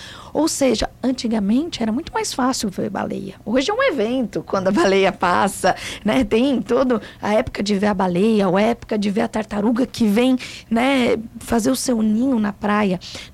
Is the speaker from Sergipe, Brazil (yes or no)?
no; São Paulo, Brazil; now in Pelotas, Brazil; eu, como paulista, uma paulista que viveu em vários lugares, vim para Pelotas, para a UFPEL